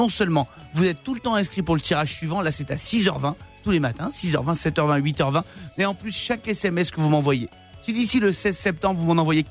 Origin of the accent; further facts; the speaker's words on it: Provence-Alpes-Côte d'Azur, France; Moi, je viens des Hautes-Alpes, dans la montagne en 05.